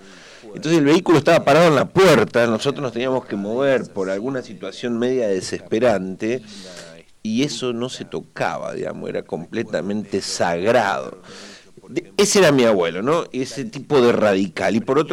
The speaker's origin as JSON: {"language": "Spanish", "region": "Santa Fe", "country": "Argentina", "tie": "born or raised there", "also_born_or_lived": "Esperanza", "said": "hasta el secundario fuimos viviendo en zonas rurales. Así que nací en Santa Fe, pero nunca viví en Santa Fe."}